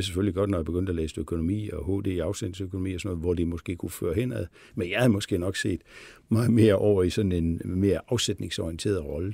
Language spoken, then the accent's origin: Danish; Billund, Region of Southern Denmark, Denmark; jeg stammer fra Billund, hvor jo sådan er en meget Lego-orienteret by og har haft sådan Lego ind under huden.